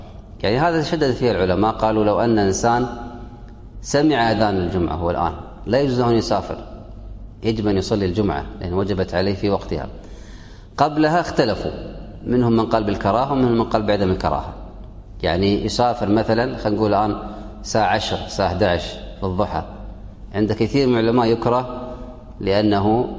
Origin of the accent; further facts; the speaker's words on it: Kuwait; وهذا عندنا في الكويت لا يمكن في البلد